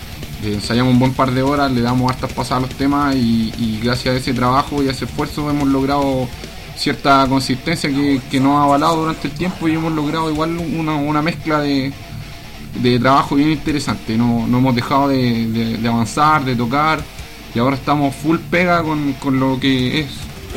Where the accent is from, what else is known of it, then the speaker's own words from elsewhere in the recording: Santiago, Santiago Metropolitan Region, Chile; yo soy el único integrante de la banda que es de acá de Santiago.